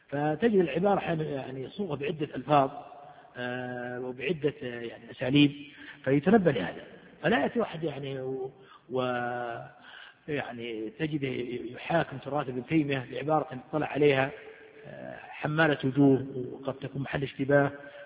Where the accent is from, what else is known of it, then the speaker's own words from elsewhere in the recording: Riyadh, Riyadh Province, Saudi Arabia; وعندنا في الرياض ممن في قلوبهم مرض أو ممن انتكسوا